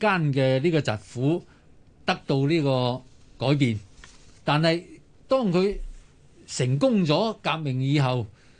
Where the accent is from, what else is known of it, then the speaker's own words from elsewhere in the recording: China; 我哋作為中國人，作為中華民族，講歷史